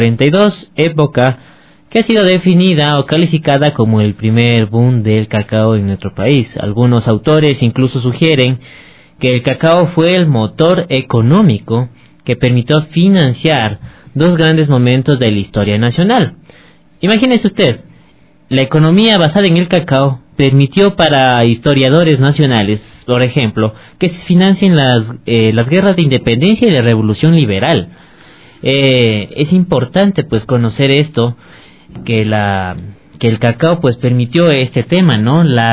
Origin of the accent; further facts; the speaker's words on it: Ecuador; Estos datos creo que nos interesan como ecuatorianos conocer, ¿no?